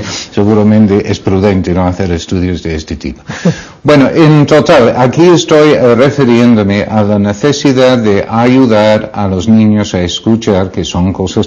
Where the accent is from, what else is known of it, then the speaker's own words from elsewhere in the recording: United Kingdom; Spanish is a second language; now in Spain; Cuando yo sigue siendo inglés, que ya no lo soy, ya soy español